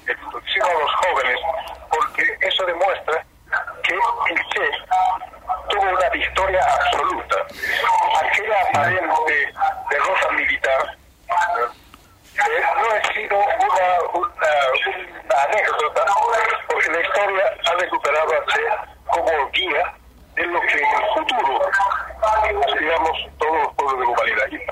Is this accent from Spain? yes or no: no; Bolivia; Soy de Bolivia.